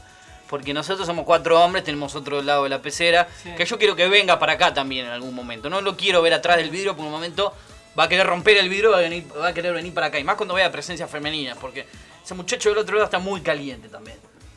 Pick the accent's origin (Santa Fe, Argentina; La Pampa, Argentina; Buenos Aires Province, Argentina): Buenos Aires Province, Argentina; Yo no soy porteño, yo soy bonaerense.